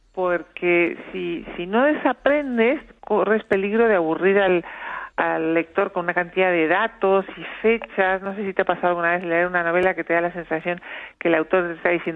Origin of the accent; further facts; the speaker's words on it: Uruguay; yo soy uruguaya